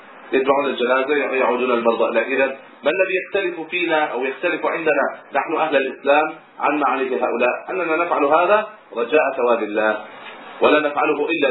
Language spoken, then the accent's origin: Arabic; Egypt; في بعض البلدان، ترى عندنا في مصر مثلا